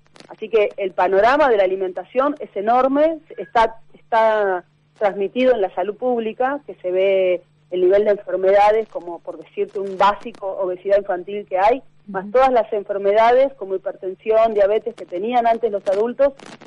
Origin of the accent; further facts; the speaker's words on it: Buenos Aires, Argentina; uno tiene también la tendencia como porteña a tener una mirada como muy centrista de Buenos Aires o conurbano